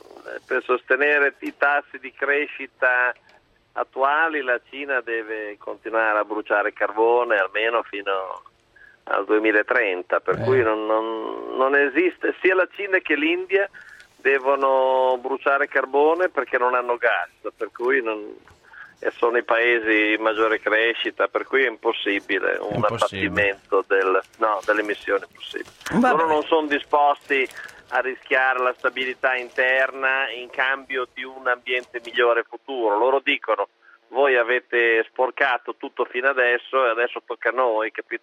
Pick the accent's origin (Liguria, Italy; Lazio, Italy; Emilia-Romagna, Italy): Emilia-Romagna, Italy; Bologna; now in Imola, Italy; No, sono cresciuto a Bologna.